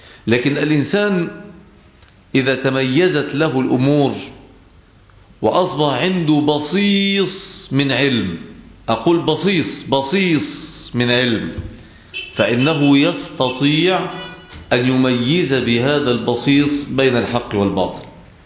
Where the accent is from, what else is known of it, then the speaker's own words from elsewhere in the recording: Egypt; كان عندنا في مصر في فترة السبعينات فتنة كبيرة جدا، هي فتنة التكفير